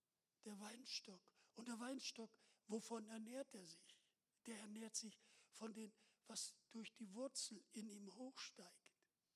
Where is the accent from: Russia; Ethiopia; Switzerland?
Russia; wir kommen aus Russland und wir kennen auch die Frömmigkeit